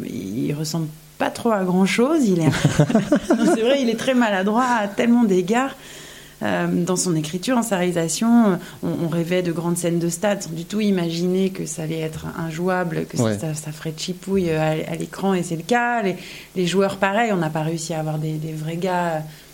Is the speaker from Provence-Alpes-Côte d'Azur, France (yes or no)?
yes; Toulon, Provence-Alpes-Côte d'Azur, France; J'ai grandi à Toulon